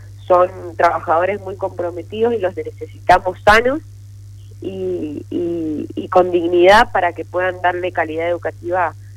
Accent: Mendoza, Argentina; tiene que ver también con nuestros valores como ciudadanos y como mendocinos

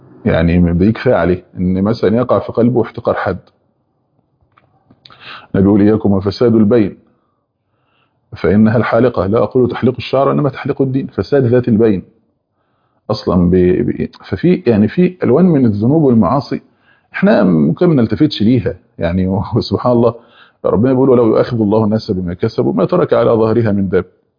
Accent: Egypt; زي عندنا في مصر

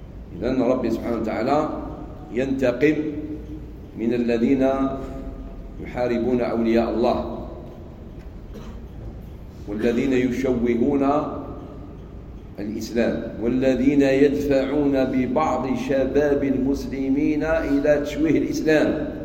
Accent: Algeria; عندنا في الجزائر علماء

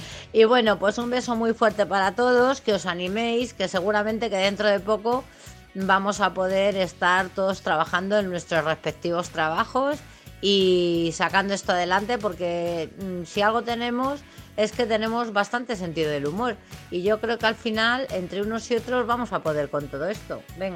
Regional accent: Madrid, Community of Madrid, Spain; me gusta San Isidro y soy muy de Madrid

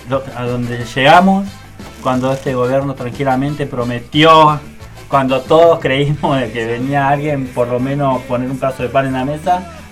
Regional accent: Argentina; seamos de Villa, seamos de donde seamos, lo estamos viviendo como argentinos, como gente también que vive acá en Argentina

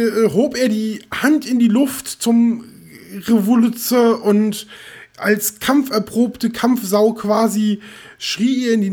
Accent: Rhineland, Germany; auch nicht gebürtig so aus Norddeutschland, aber ich komme aus dem Rheinland

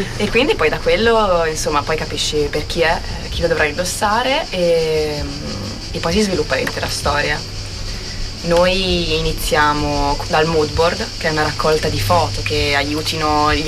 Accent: Pavia, Lombardy, Italy; now in Bologna, Italy; Io vengo da Pavia, vicino, okay, a Milano, mm-hmm, il far west italiano.

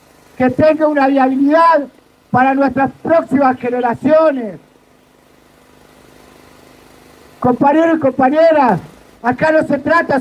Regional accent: Argentina; Bueno, ¿qué nos une como argentinos?

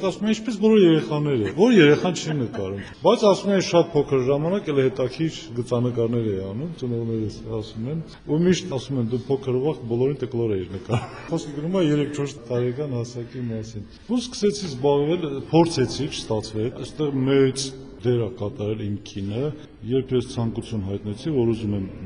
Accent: Berdashen, Nagorno-Karabakh, Azerbaijan; also born or lived in Stepanakert; Ծնվել եմ Բերդաշենում, Մարտունու շրջանի։ Դպրոցը մինչև 4-րդ դասարանը գյուղում եմ եղել, այնուհետև Ստեփանակերտ։

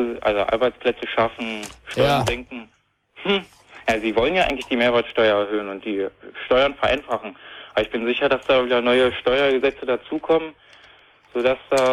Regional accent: Großbörnecke, Saxony-Anhalt, Germany; Aus Großbörnecke, irgend so ein.

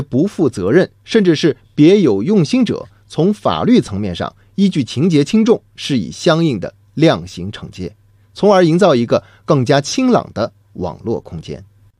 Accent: China; 作为中国人，我们理所当然的为中国健儿的胜利欢呼骄傲

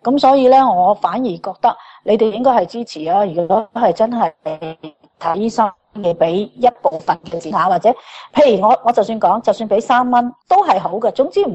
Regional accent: Australia; 即係我哋澳洲人可能可以係俾多20% 或者買貴少少都我哋願意

